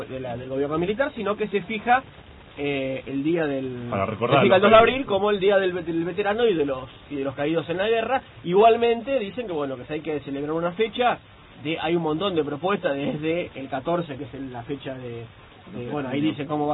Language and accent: Spanish; Rivera, Buenos Aires Province, Argentina; en Rivera, en mi pueblo, allá en el interior de la provincia de Buenos Aires